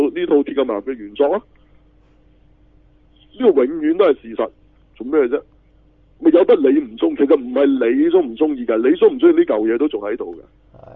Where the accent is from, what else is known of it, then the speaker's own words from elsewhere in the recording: China; 我係中國人嚟嘅、啊、又唔大隻，又唔高大，係嘛？